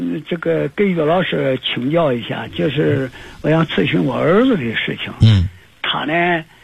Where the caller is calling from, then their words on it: Nanjing, Jiangsu, China; 我是南京的